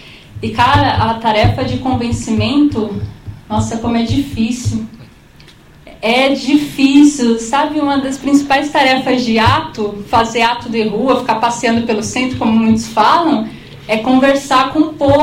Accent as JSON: {"language": "Portuguese", "region": "São Paulo", "country": "Brazil", "said": "eu sou da Zona Norte, aí sair da Zona Norte para qualquer lugar é difícil, né?"}